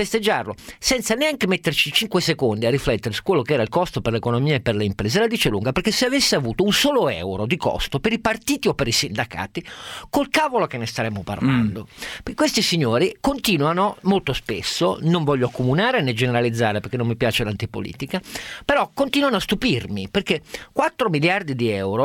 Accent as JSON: {"language": "Italian", "town": "Turin", "region": "Piedmont", "country": "Italy", "tie": "born or raised there", "said": "Io sono nato a Torino e andavo al Parlamento Subalpino almeno 10 volte l'anno con la mia scuola, perché a Torino noi vivevamo"}